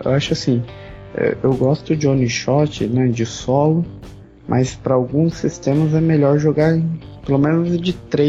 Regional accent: Salto, São Paulo, Brazil; Sou natural de Salto, do interior de São Paulo.

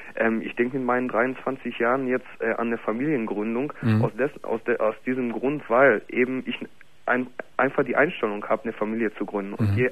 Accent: Gelsenkirchen, North Rhine-Westphalia, Germany; Ich komme nämlich aus Gelsenkirchen im Ruhrpott.

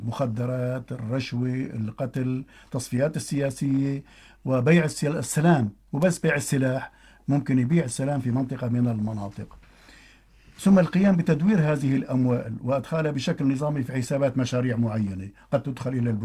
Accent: Syria; يعني ليس عندنا في سوريا فقط وإنما

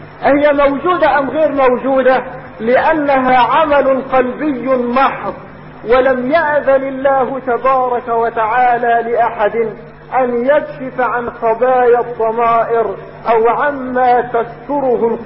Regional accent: Egypt; يريدون اليوم ان تحيا في بلادنا

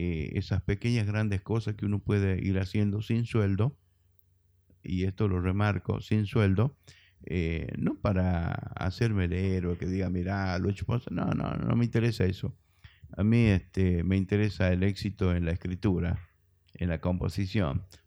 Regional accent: Metán, Salta, Argentina; soy de Metán, traigo mi propia tonada. Yo entraba sacando pecho diciendo que soy de Metán porque tengo orgullo de haber nacido ahí en la Alberdi entre Tucumán y Jujuy. Y a mi mamita la atendió una partera, yo nací en la casa

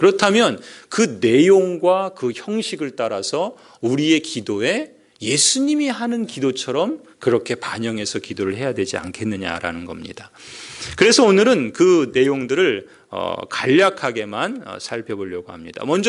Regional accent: Seoul, South Korea; also born or lived in Chungcheong; 제가 저희 고향은 충청도고 저는 서울 사람인데

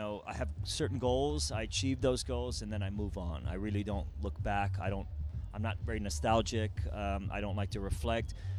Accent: Iran; moved away; I came from Iran, yeah.

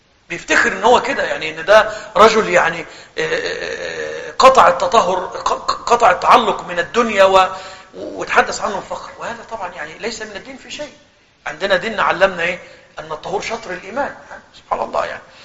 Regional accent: Egypt; احنا مثلا عندنا في مصر خلاص الأمور دي اختفت

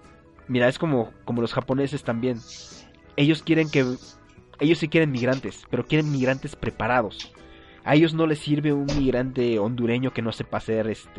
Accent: Mexico; nosotros como mexicanos se nos hace un poco más fácil tramitar una visa

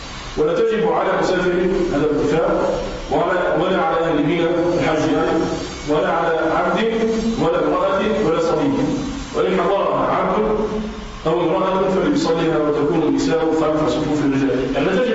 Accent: Tunisia; وكذلك بما يسمى عندنا في تونس بالحاك

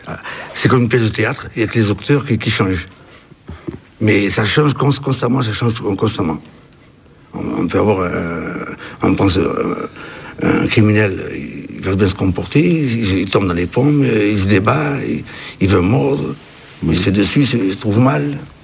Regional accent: Algeria; born there; Je suis né en Algérie en 1931, le 14 juin.

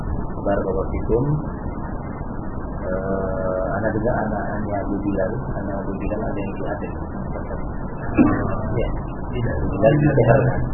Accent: Indonesia; Kita dari Indonesia kurang lebih 30 orang.

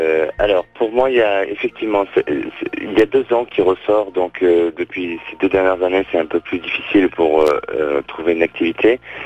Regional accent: France; born there; et puis bien sûr la France, mon pays natal.

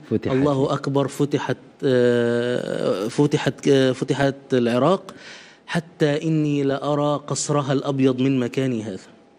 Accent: Egypt; إلى مدينة في أرض فارس اسمها مدينة حلوان، شبه اللي عندنا في مصر.

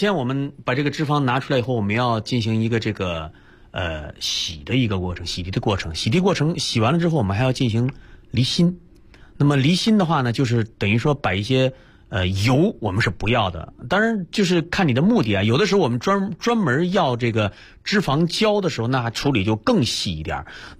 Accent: Northeast China, China; 像我们东北人哈常见的一种

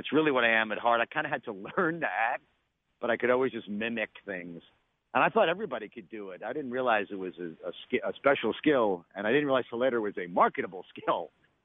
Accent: New York, United States; You know, I grew up in New York where I am right now

